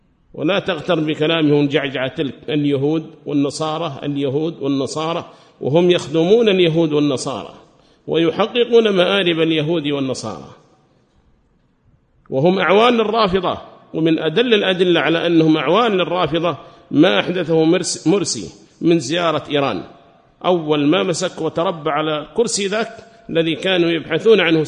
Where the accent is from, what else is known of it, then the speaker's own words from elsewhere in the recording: Yemen; هذه مقولة لهم قالوها في بلادنا اليمن